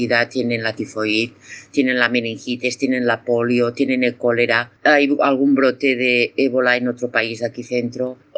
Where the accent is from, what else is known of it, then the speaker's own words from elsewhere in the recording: Spain; now in Cameroon; Aquí en Camerún no existen, pero bueno, nosotros como somos de España